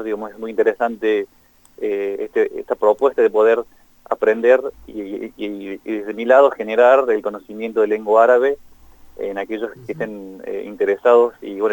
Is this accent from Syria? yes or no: yes; Syria; Spanish is a second language; now in Córdoba, Argentina; Bien, soy de Siria, así, bueno, ya varios tiempos que vivo aquí, precisamente en Córdoba, Argentina.